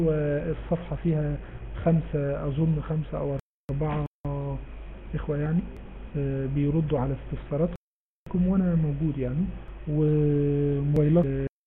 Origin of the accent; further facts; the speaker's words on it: Egypt; واحنا المصريين اي واحد فيهم